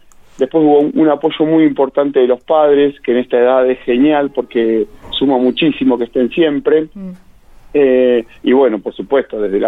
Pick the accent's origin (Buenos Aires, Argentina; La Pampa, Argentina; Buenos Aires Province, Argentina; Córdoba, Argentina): La Pampa, Argentina; Macachín; Yo como DT de mis chicas en mi pueblo, en Macachín